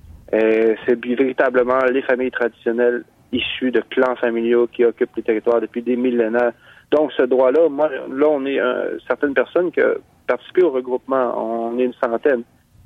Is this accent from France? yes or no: no; Mashteuiatsh, Quebec, Canada; On vient de Machtéouillat.